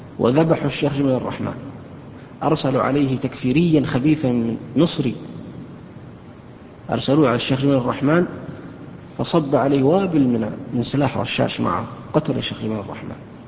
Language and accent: Arabic; Saudi Arabia; عندنا في السعودية